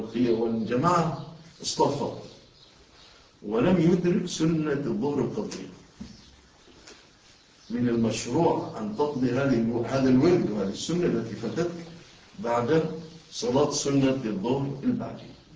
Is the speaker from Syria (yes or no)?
no; Egypt; إحنا الحمد لله بلادنا مصر ما زال الباقي فيها الحمد لله شيء من الأمن